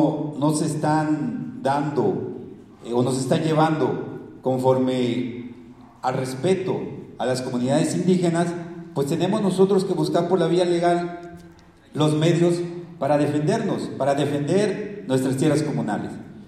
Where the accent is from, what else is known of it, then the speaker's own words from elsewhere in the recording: Puente Madera, Oaxaca, Mexico; lo que está pasando en mi comunidad de Puente Madera, en todas las agencias de San Blas Atempa y en la cabecera municipal.